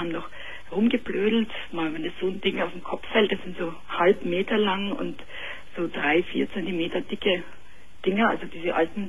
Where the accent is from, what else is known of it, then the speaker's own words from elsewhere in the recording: Munich, Bavaria, Germany; also born or lived in Austria; ich bin aus München und hier verheiratet und bin aber gebürtige Österreicherin.